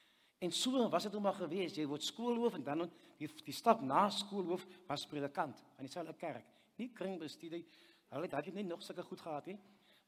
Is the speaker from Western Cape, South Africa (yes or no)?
yes; Wellington, Western Cape, South Africa; Nou, ek het groot geword in Wellington, en ek het skool gegaan